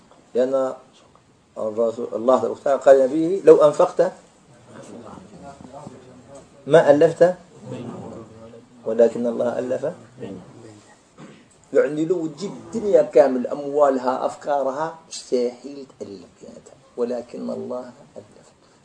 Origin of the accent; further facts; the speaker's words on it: Algeria; فخرجت أنا من الجزائر